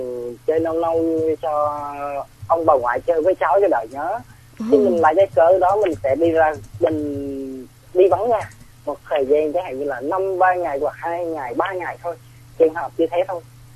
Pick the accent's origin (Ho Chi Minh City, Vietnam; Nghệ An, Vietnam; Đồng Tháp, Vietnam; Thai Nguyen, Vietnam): Ho Chi Minh City, Vietnam; Tại em đến từ thành phố Hồ Chí Minh.